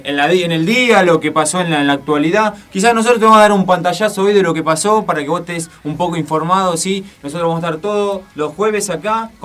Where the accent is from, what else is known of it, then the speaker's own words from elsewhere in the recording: Argentina; como argentino